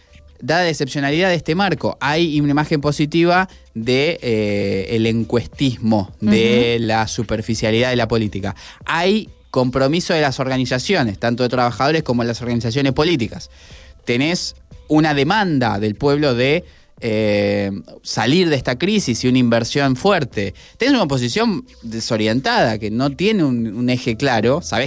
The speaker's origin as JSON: {"language": "Spanish", "country": "Argentina", "said": "Digamos, me hago cargo como argentino"}